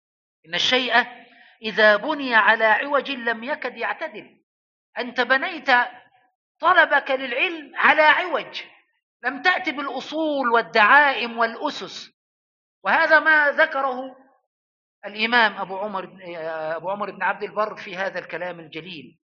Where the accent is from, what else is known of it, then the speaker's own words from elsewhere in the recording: Upper Egypt, Egypt; أنا أقول هذا لأن عندنا في الصعيد وفي الفلاحين يتكلمون على غائط البهائم جلة